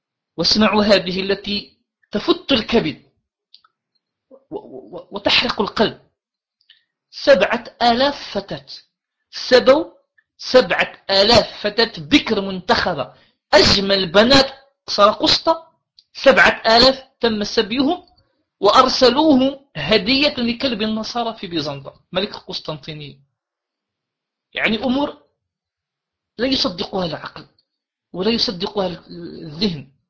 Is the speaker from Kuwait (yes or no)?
no; Morocco; أنا كمغربي في بعض الأحيان أحزن